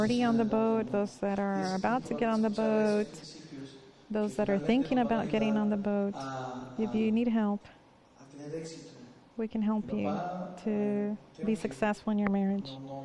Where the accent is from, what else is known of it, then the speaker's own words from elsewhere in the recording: New York, United States; Me, I was raised in New York. I come from the world, from the street.